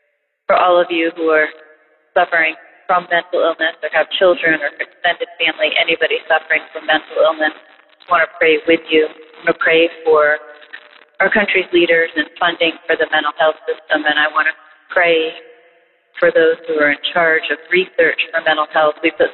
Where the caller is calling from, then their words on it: Massachusetts, United States; from Massachusetts.